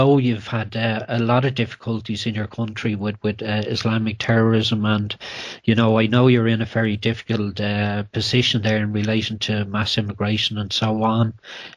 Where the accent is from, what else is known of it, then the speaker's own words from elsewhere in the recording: Ireland; So, as an Irish person, I apologise for what they're doing here in your country.